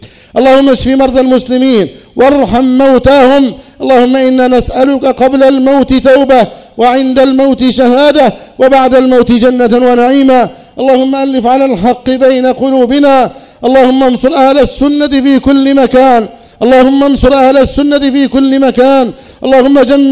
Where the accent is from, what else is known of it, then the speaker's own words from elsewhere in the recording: Egypt; أن تحفظ بلدنا مصر وسائر بلاد